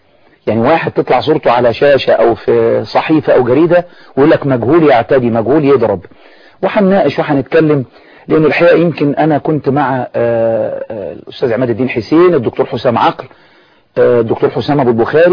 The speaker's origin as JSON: {"language": "Arabic", "country": "Egypt", "said": "يعني ما فيش ثقافة اعتصام سلمي عندنا في مصر،"}